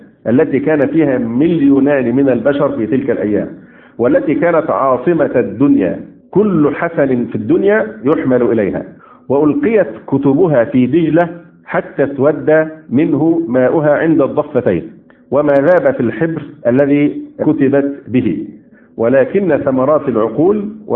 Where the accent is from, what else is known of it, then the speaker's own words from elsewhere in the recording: Egypt; يمكن عندنا في مصر كان اخف